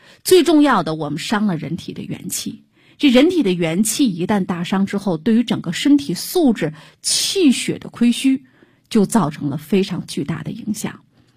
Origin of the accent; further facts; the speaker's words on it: China; 那怎么的，我们中国人就不能正常的去生孩子吗？